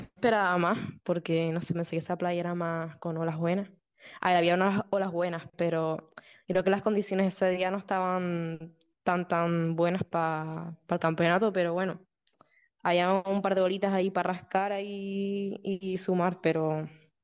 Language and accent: Spanish; Canary Islands, Spain; Sí, soy de Tenerife. A ver, a mí, el Socorro, obviamente, es mi casa.